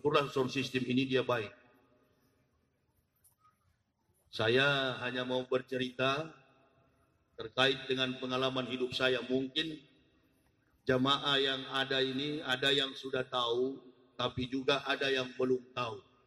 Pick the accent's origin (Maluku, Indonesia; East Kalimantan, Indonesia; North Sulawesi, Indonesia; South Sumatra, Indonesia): North Sulawesi, Indonesia; Manado; born there